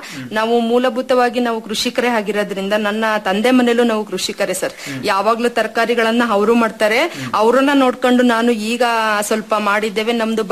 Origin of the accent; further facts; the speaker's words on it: Marulanahalli, Karnataka, India; ನಾನು ಮರುಳನಹಳ್ಳಿ ಕಡೂರು ತಾಲೂಕಿಂದ ಬಂದಿದ್ದೇನೆ.